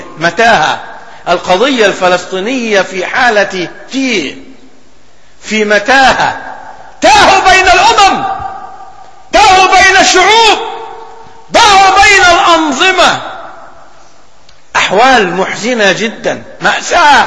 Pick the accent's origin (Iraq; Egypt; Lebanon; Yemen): Egypt; ولكن طرأت ظروف في بلدنا مصر.